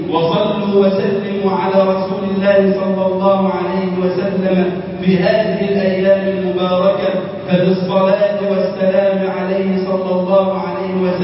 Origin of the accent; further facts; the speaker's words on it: Egypt; اللهم اجعل بلدنا مصر أمنا أمانا